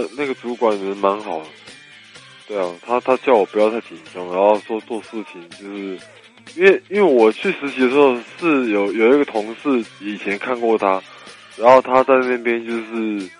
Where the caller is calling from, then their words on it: Taipei, Taiwan; 我是台北的